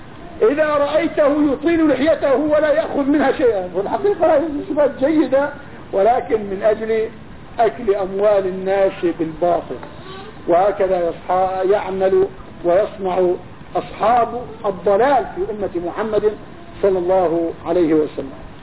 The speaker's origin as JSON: {"language": "Arabic", "country": "Jordan", "said": "انا تركت اهل الكهف عندنا في الاردن"}